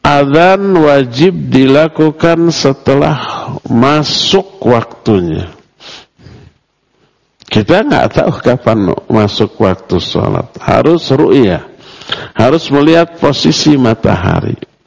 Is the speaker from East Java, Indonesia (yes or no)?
no; Bandung, West Java, Indonesia; walaupun kita orang Bandung